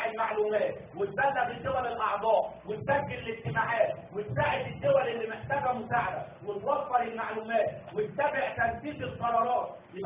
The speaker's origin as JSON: {"language": "Arabic", "country": "Egypt", "said": "زي ما بيجوا عندنا في مصر يفتشوا على السجون"}